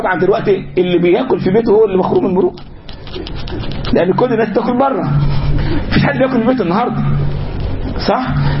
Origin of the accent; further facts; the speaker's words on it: Egypt; now in United States; هنا في امريكا مثلا بعض الاشياء عادي جدا الناس تعملها، عادي جدا. عندنا في مصر مثلا او في بلادنا العربيه امر مستهجن جدا ان يعمل